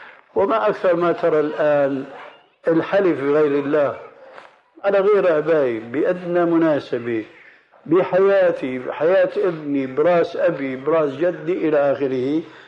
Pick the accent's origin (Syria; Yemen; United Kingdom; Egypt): Syria; Levant; ونحن عندنا في الشام